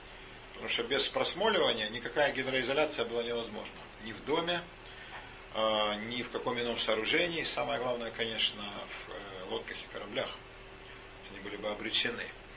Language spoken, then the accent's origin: Russian; Zaporizhzhia, Zaporizhzhia Oblast, Ukraine; now in Russia; Я вырос на юге, в Запорожье